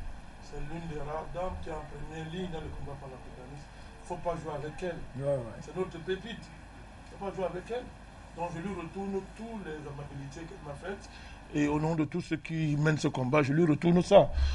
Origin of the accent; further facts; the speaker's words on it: Mali; Moi je suis malien.